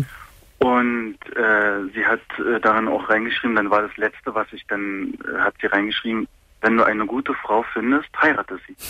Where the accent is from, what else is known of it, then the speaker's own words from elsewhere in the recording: Germany; Nein, gar nicht. Nein, ich bin Deutscher.